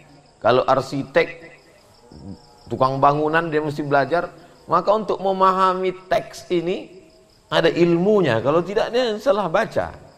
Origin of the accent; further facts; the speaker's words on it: Riau, Indonesia; saya dari Sumatera